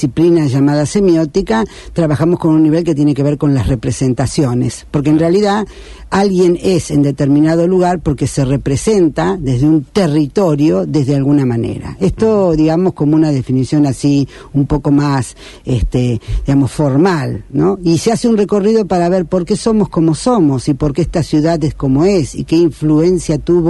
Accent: Rosario, Santa Fe, Argentina; Yo soy rosarina porque soy rosarina.

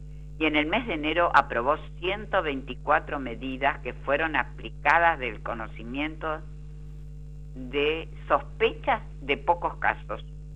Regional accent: Argentina; posiblemente no la tenemos en Latinoamérica y menos en mi país, Argentina.

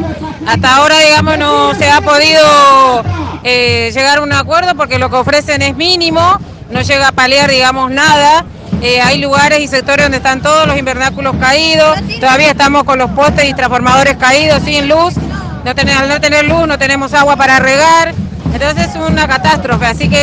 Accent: Florencio Varela, Buenos Aires Province, Argentina; De Florencio Varela.

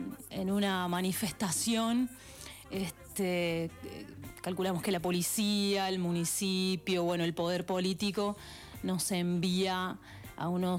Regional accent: Villa Mercedes, San Luis, Argentina; Somos de Villa Mercedes.

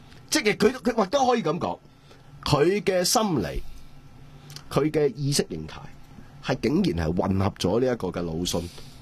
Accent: Hong Kong; 借民族主義來玩我們香港人的時候，你還去嚇他？

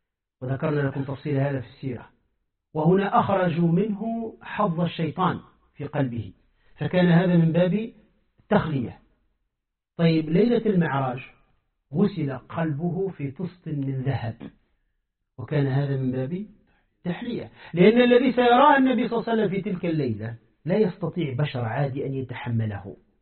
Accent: Tunisia; كما قال أحد الزنادقة عندنا في تونس

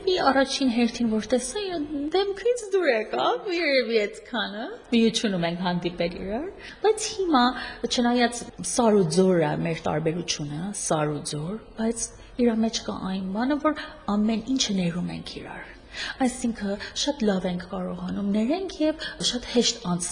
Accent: Tehran, Tehran Province, Iran; Ես եղել եմ Իրանում, այնտեղ եմ ծնվել, Թեհրանում եմ մեծացել

